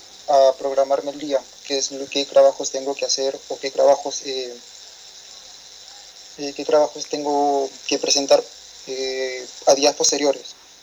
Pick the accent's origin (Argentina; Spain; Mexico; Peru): Peru; Lima; Soy de Perú, me ubico en Lima, Miraflores.